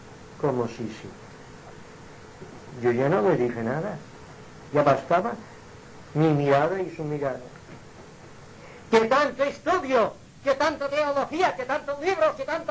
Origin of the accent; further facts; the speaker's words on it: Jaén, Andalusia, Spain; Ya no soy de Jaén, soy universal, soy del mundo